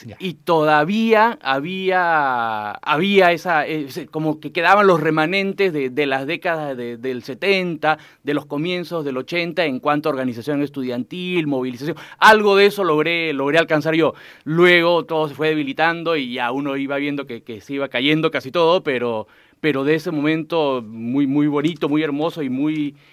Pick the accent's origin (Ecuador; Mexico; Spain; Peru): Peru; Lima; now in Santiago, Chile; Sí, siempre he vivido en Lima. La primera vez que he salido por tiempo largo, digamos, ha sido acá a Santiago, ¿no?